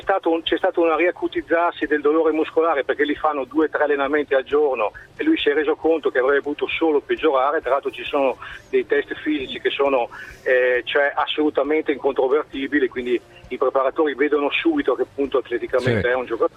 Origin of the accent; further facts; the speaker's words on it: Verona, Veneto, Italy; lo dico da veronese, da tifoso dell'Hellas